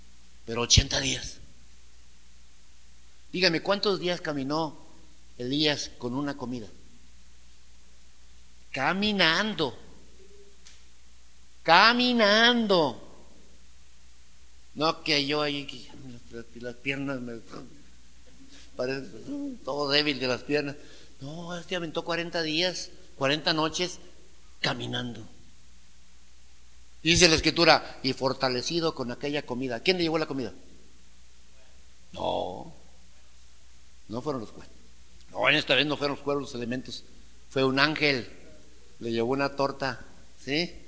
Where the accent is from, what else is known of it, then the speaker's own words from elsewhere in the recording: Manuel Doblado, Guanajuato, Mexico; somos de rancho, somos de Manuel Doblado, de la tierra de las cuantas mentiras.